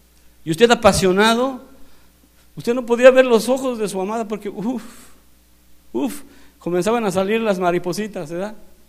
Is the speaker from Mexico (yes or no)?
yes; Mexico; somos más mexicanos que el mole.